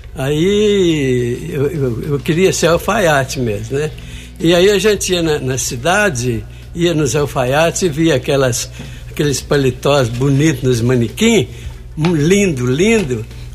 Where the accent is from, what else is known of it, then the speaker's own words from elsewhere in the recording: Alterosa, Minas Gerais, Brazil; now in Guaranésia, Brazil; Eu sou de Alterosa.